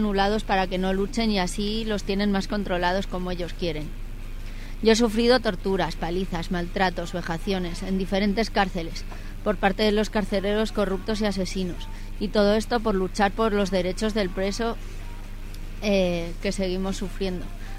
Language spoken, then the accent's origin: Spanish; Valencia, Valencian Community, Spain; Llevo muchos años para que me lleven a mi tierra natal, Valencia.